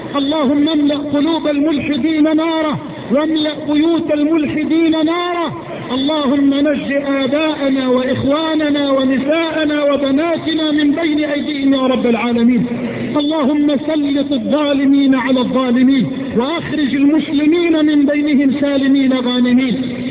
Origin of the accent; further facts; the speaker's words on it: Egypt; اللهم اجعل بلدنا مصر واحة للأمن والأمان